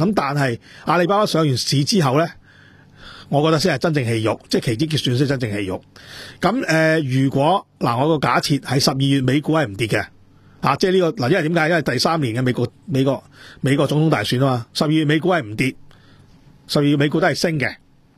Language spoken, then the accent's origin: Cantonese; Dongguan, Guangdong, China; 特別我哋東莞人啊，即係我呢啲歷史我真係清清楚楚。